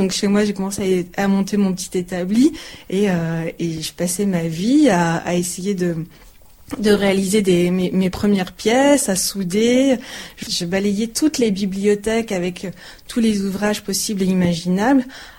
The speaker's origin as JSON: {"language": "French", "region": "the north of France", "country": "France", "also_born_or_lived": "Paris / Italy", "moved": "as an adult", "lives_now": "Vosges, France", "said": "Je ne suis pas des Vosges. À l'origine, je viens du nord de la France. Mm-hmm. Ensuite, je suis passée par Paris. Je suis aussi un peu passée par l'Italie pour mes études."}